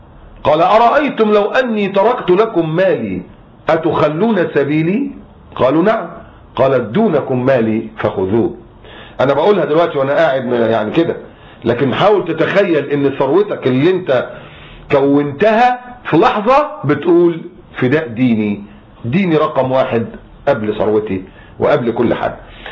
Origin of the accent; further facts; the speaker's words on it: Egypt; انا مصري بس انا مسلم الحمد لله